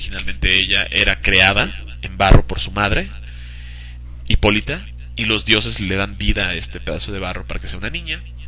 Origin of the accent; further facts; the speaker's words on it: Lebanon; Muchísimo, soy libanés, o sea, tengo cabello por todas partes de mi cuerpo, déjame decirte.